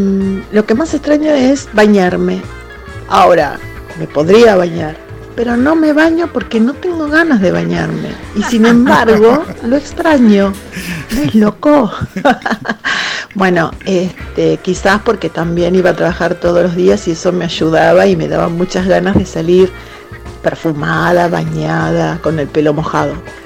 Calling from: La Paternal, Buenos Aires, Argentina; de Paternal.

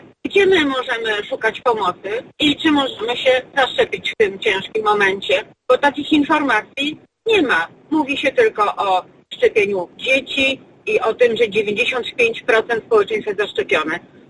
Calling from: Masovian Voivodeship, Poland; Jestem z Mazowsza, jestem nauczycielką

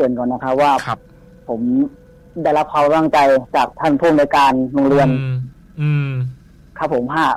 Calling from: Nawamin, Bangkok, Thailand; นวมินครับพี

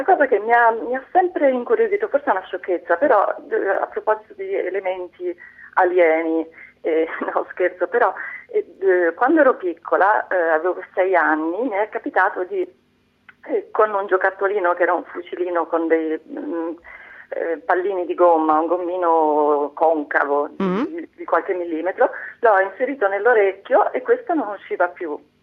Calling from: Syracuse, Sicily, Italy; Tra l'altro chiamo da Siracusa, quindi il sole ce l'ho.

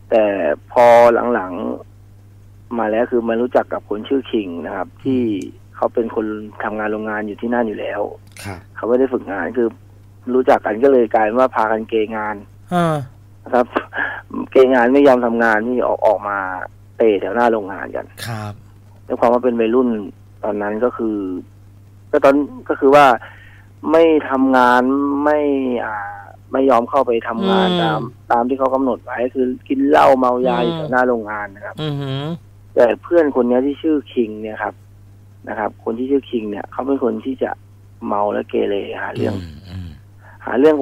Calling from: Lopburi, Thailand; ผมโทรมาจากลพบุรีครับผม

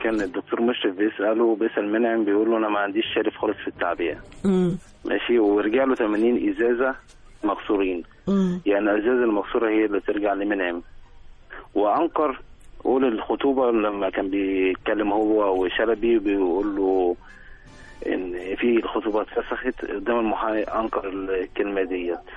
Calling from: Alexandria, Alexandria Governorate, Egypt

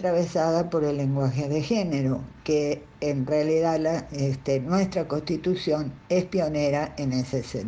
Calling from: Caracas, Capital District, Venezuela; Desde Caracas les habla … Yo actualmente soy militante de La Araña Feminista

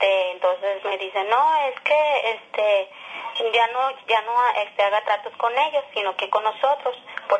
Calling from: Torreón, Coahuila, Mexico; Soy de aquí, de Torreón.

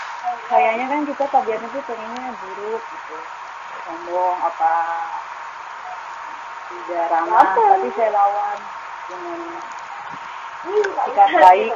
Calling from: Jakarta, Indonesia; Saya dari Jakarta.

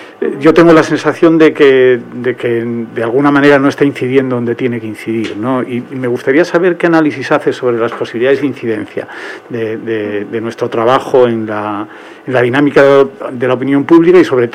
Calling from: Tres Cantos, Community of Madrid, Spain; sí, de Tres Cantos.

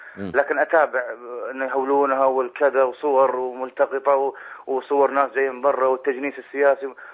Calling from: Manama, Capital Governorate, Bahrain; وأنا جاي من البحرين ومن المنامة،

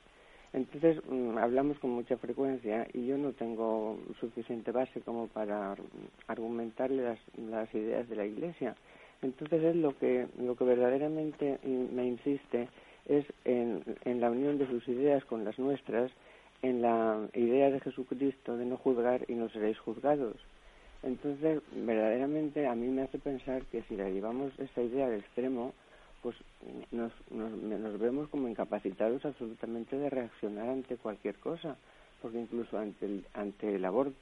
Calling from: Valencia, Valencian Community, Spain; de Valencia.

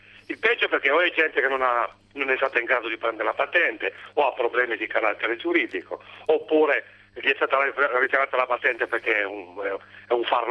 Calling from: Turin, Piedmont, Italy; Ciao, sono da Torino

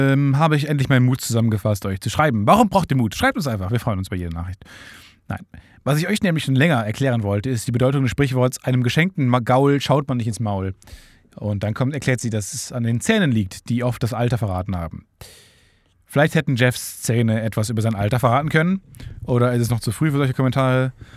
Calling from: Luxembourg; German is a second language; Auf euren Wunsch hin melde ich mich als weibliche Zuhörerin, die dann auch noch Ausländerin ist. Ich bin Luxemburgerin

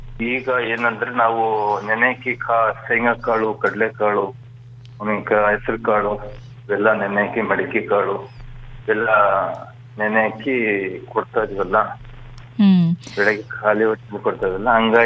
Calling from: Dharwad, Karnataka, India

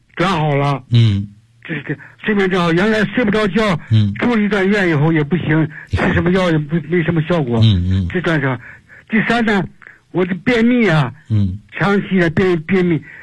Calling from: Beijing, China; 我是北京的

